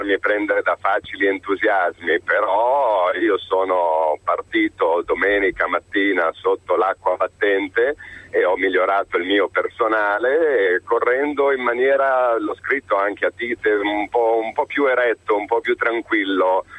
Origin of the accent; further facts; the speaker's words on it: Milan, Lombardy, Italy; now in Affi, Italy; sono di Milano anche se adesso mi trovo ad Affi, per cui milanese di nascita ma in giro.